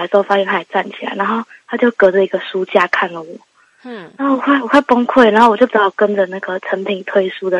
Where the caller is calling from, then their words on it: Taipei, Taiwan; 嗯，我是台北的美人鱼